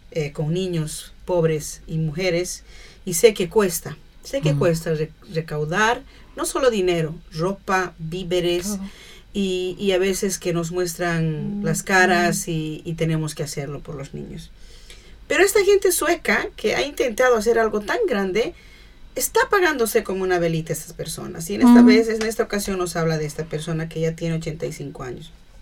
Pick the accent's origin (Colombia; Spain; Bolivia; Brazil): Bolivia; ¿Y qué pasa con nosotros como hermanos bolivianos que escuchamos, latinoamericanos?